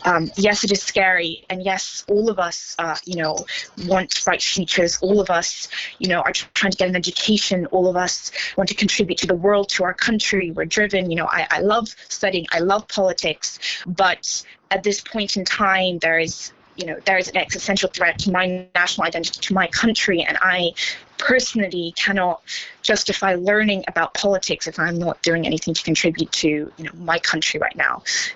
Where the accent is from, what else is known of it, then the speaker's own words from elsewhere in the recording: Ukraine; this is my home country, and it was important for me to come back here to help out.